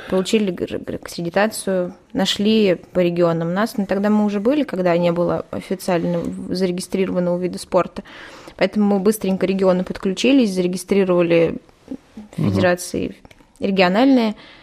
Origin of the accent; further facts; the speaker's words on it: Vichuga, Ivanovo Oblast, Russia; born there; now in Shuya, Russia; Я живу сейчас в ШУ, я родилась в Вичуге, и знаю, что Вичуга тоже очень спортивный город